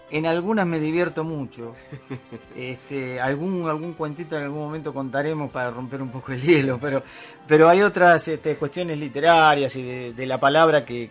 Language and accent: Spanish; Argentina; Viste que nos quedábamos con 40 millones, que somos los argentinos, sí